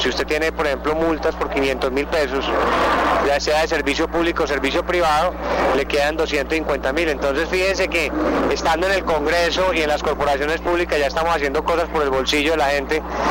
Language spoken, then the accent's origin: Spanish; Armenia, Quindío, Colombia; born there; mis orígenes acá en Antioquia. … viene de Borral, mi familia está acá en Medellín y yo soy nacido en Armenia.